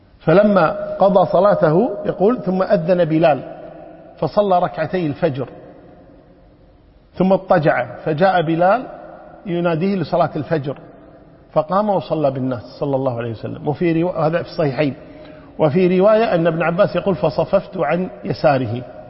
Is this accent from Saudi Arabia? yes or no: no; Kuwait; ونحن عندنا في الكويت هنا النساء شو يقولون؟